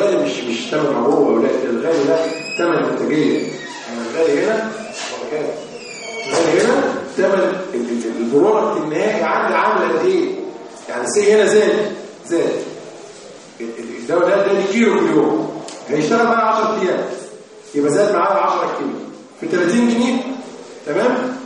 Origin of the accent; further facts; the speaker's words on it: Egypt; الصوره عندنا في مصر يا ولاد